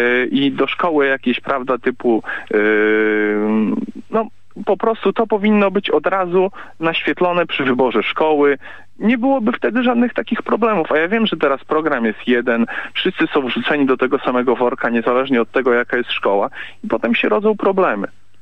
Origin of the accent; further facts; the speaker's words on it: Białystok, Podlaskie Voivodeship, Poland; ja jestem z Białegostoku i wiadomo, jakie tutaj mamy nastroje, prawda.